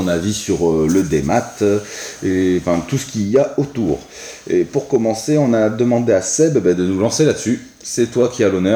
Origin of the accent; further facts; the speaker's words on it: Bordeaux, Nouvelle-Aquitaine, France; Ouais, parce qu'on est de Bordeaux, mais bon, Paris.